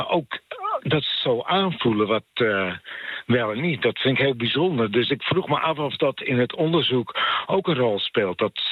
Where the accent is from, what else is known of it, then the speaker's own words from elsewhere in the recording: Friesland, Netherlands; ik kom uit Friesland. En op de lagere school gingen wij dan rekenen in het Fries doen.